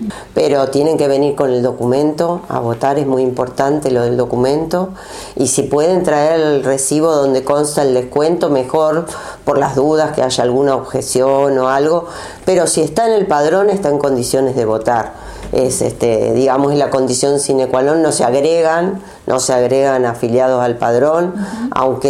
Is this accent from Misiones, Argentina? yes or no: no; La Plata, Buenos Aires Province, Argentina; Yo soy de La Plata, por la provincia de Buenos Aires